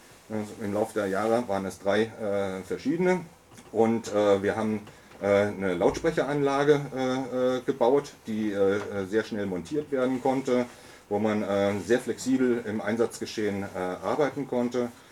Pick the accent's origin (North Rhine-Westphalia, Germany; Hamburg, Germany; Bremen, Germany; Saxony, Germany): Hamburg, Germany; das mag sich als Oldie und insbesondere als Hamburger so darstellen